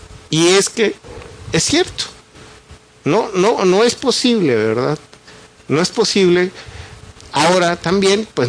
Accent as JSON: {"language": "Spanish", "country": "Mexico", "said": "no solo a nosotros como mexicanos, al resto de las poblaciones del mundo"}